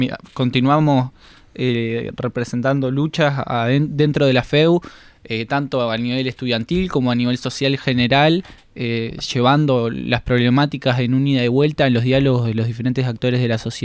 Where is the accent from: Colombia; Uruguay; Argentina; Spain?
Uruguay; Montevideo; yo vengo de una familia con tradición militante. Soy del barrio de La Teja, que también es un contexto bastante político en todos los factores